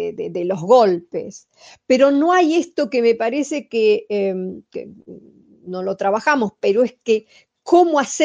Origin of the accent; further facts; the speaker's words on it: Argentina; porque soy argentina y porque me interesa, por ejemplo, Argentina.